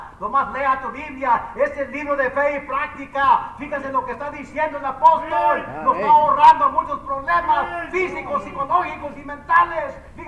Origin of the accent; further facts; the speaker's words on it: Mexico; yo soy mexicano, yo sé lo que estoy hablando